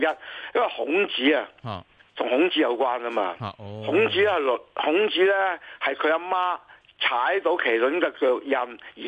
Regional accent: Guangdong, China; 而家喺我哋廣府人啊，嗰、那個傳統裏邊咧

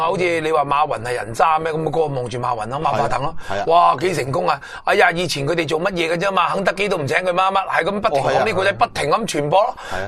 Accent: Hong Kong; 而家我哋香港人日日都讲紧冇希望

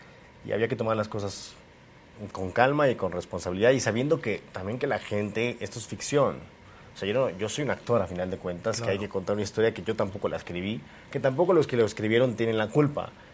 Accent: Mexico; Es justamente esa responsabilidad que tenemos que tener como mexicanos o como latinos

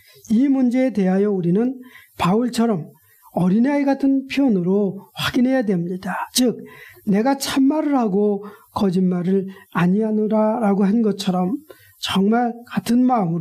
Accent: South Korea; 저도 한국인이기 때문에 어디든지 늘 한국 사람들을 향한 어떤 복음의 열정을 숨길 수 없습니다.

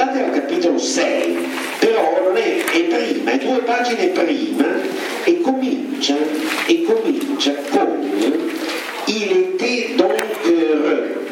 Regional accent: Rome, Lazio, Italy; noi siamo di Roma, quindi sapete cos'è l'ammazza caffè?

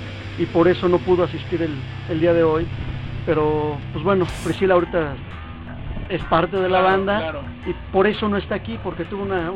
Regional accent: Mexico; cuando les dijimos somos mexicanos

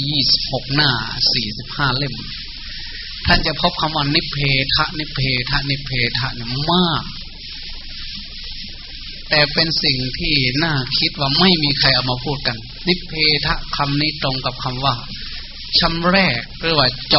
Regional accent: Kham Ta Kla, Sakon Nakhon, Thailand; บ้านเกิดเมืองนอนก็อยู่ที่ตำบลบ้านแพทอำเภอคำตากล้าจังหวัดสกลนคร

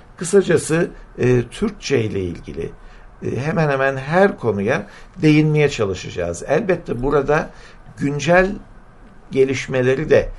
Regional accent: Adana, Turkey; Ben de bir Adanalı olarak tabii 5 Ocak'ın Adana'nın tarihindeki yerini çok iyi biliyorum.

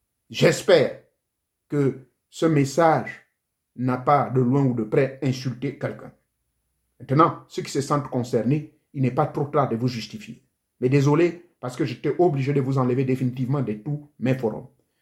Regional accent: Gabon; chez moi au Gabon

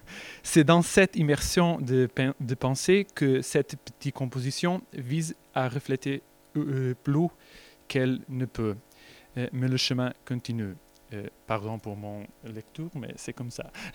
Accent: Portugal; French is a second language; Je suis portugais et mon niveau de français, c'est très...

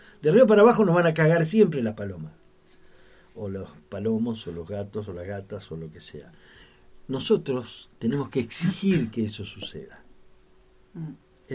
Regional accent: El Bolsón, Río Negro, Argentina; Yo no espero que alguien me diga cómo es mi pueblo. O que me enseñe a través de un libro. Una vez a alguien se le ocurrió escribir un libro sobre Bolsón.

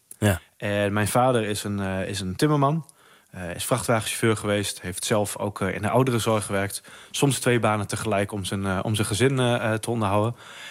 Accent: Groningen, Netherlands; Raakt mij als Groninger ook iedere dag als ik haar hoor spreken

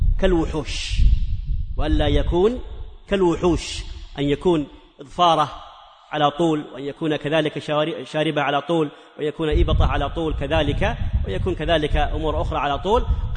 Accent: Hejaz, Saudi Arabia; وعندنا في الحجاز إلى قريب يطلقون على الحلاق المزين

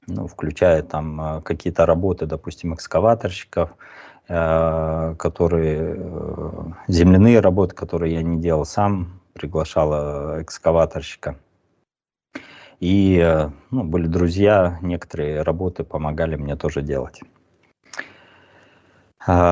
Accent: Kazakhstan; born there; я родился в Казахстане, я очень с тюркоязычными народами близок тоже, я понимаю их.

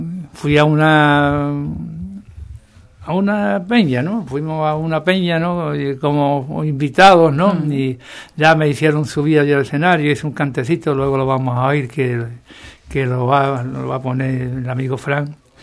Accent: Andalusia, Spain; Si somos andaluces, somos españoles

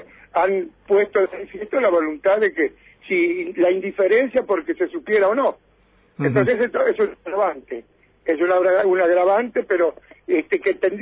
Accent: Buenos Aires, Argentina; now in General Villegas, Argentina; No, yo soy de Buenos Aires, hace 35 años que estoy en Villegas.

